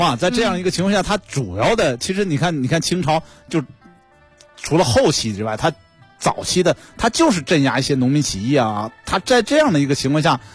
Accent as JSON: {"language": "Chinese", "town": "Qinhuangdao", "region": "Hebei", "country": "China", "tie": "born or raised there", "said": "你像我们家乡这个秦皇岛唐山这一带一些长城上就有这种"}